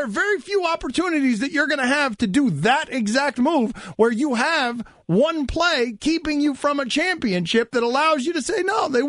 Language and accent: English; Miami, Florida, United States; I'm from Miami. They're doing a show in Miami. I've lived in Miami all my life.